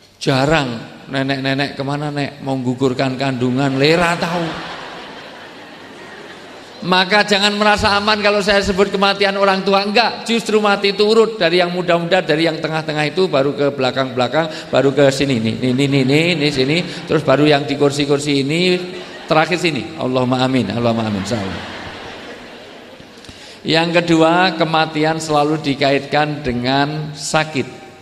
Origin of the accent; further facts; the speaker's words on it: Yogyakarta, Special Region of Yogyakarta, Indonesia; Karena saya orang Jogja, di dalam tradisi Jawa, orang tua disebut sepuh.